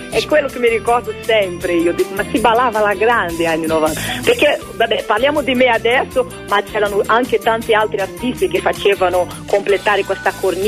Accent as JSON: {"language": "Italian", "country": "Brazil", "second_language": "Italian", "said": "essendo brasiliana mi hanno chiesto di cantare un po' di cose in portoghese"}